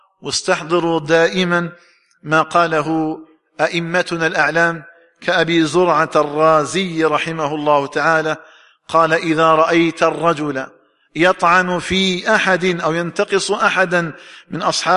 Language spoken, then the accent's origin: Arabic; Algeria; فنسأل الله تعالى أن يجعل بلدنا الجزائر آمنا مطمئنا